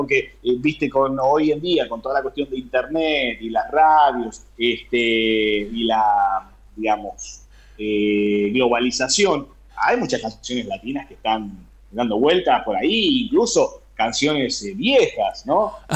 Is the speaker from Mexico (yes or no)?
no; Argentina; siempre la frase cuando decía soy de Argentina